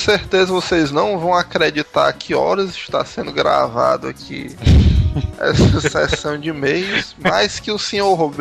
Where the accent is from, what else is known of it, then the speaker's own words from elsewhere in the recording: Paraná, Brazil; sou do interior do Paraná